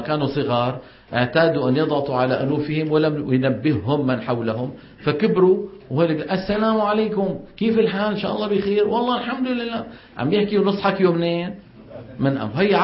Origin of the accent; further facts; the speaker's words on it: Saudi Arabia; هذه مصيبة كمان ما انتشرها، هي عندنا بالسعودية مليانة